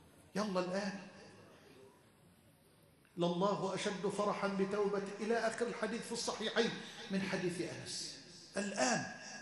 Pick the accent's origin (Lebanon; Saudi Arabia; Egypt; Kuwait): Egypt; اللهم اجعل بلدنا مصر أمنا أمانا سخاء رخاء وجميع بلاد